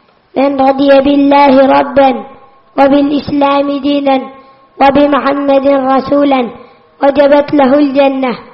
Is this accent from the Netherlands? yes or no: yes; Netherlands; Arabic is a second language; أنا من هولندا، أجلس في الصف الثاني الابتدائي.